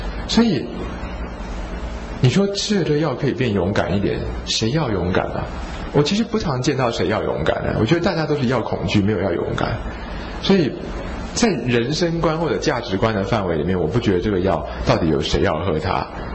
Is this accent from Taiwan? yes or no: no; China; 甚至比如说我们中国人古代会说什么合欢皮可以捐愤